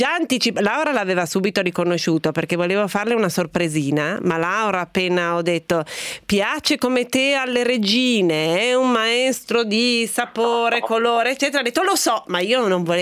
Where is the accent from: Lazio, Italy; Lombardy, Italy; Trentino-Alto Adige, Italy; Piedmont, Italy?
Piedmont, Italy; Turin; sono nata e cresciuta a Torino, che dove insomma è il cioccolato